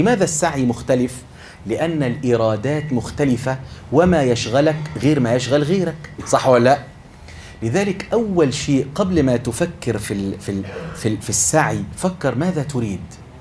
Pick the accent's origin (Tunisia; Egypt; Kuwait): Egypt; إحنا عندنا في مصر مثل بنقول